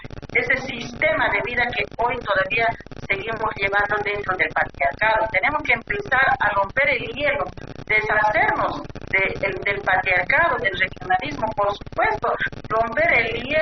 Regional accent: Bolivia; Entonces, nosotros como bolivianos hemos reconocido también a nuestros hermanos que se puedan organizar realmente

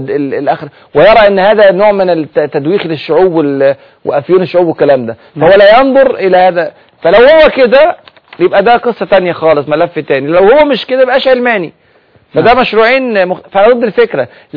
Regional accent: Egypt; فهم كانوا فرحانين جدا جدا لاحداث الثوره اللي حصلت عندنا في مصر

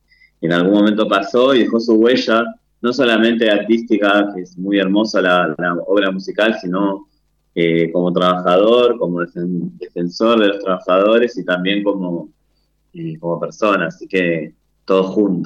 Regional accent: Buenos Aires, Argentina; now in Entre Ríos, Argentina; Mi tonada acá en Entre Ríos, todavía camino y soy porteño, o sea, totalmente, así que la llevo mi tonada a todos lados.

